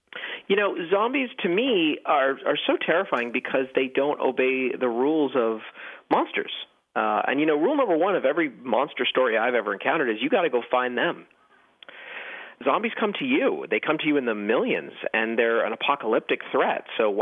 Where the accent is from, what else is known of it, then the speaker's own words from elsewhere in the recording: Hollywood, California, United States; growing up in Hollywood, I guess I didn't have that sort of rush that other people might feel. That actually felt more normal.